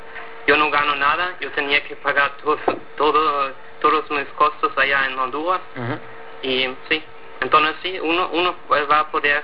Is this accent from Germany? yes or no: yes; Schleswig-Holstein, Germany; Spanish is a second language; now in Nicaragua; yo soy de la frontera entre Alemania y Dinamarca originalmente, pero actualmente estoy aquí en Nicaragua escribiendo mi tesis de doctorado